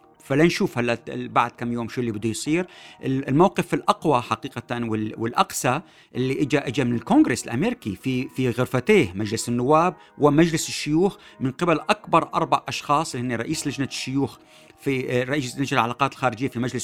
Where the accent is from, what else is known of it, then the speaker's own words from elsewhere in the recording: Syria; نحن بهمنا كسوريين أنه نكون على الأقل مشتركين بمعلومات صحيحة